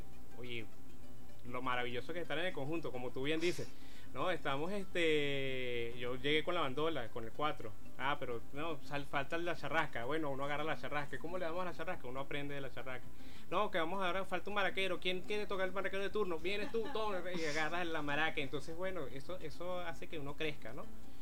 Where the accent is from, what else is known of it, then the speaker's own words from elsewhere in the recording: Venezuela; para entender lo que somos como venezolanos, ¿no?